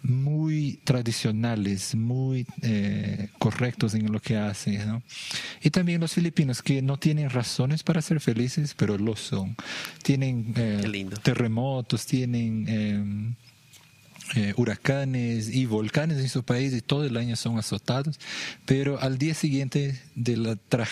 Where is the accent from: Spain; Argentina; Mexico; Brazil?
Brazil; vengo del país vecino, Brasil, pero mi corazón es boliviano, ¿no? Entonces soy más latino en ese sentido.